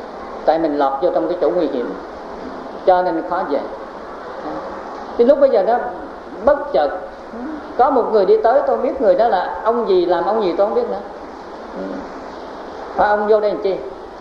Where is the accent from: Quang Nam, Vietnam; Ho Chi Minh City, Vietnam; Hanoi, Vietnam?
Ho Chi Minh City, Vietnam; Cu Chi; mà ta đi về quê, tức là quê tôi ở trong chiến khu, tức là ở Củ Chi.